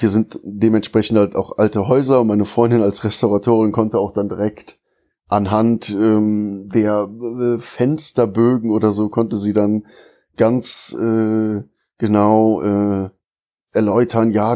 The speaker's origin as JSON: {"language": "German", "town": "Bonn", "region": "North Rhine-Westphalia", "country": "Germany", "tie": "born or raised there", "said": "Also ich bin ja in Bonn geboren und in diesem einen Dorf halt auch aufgewachsen, habe auch nie wirklich weit weg von meinem Heimatdorf gewohnt."}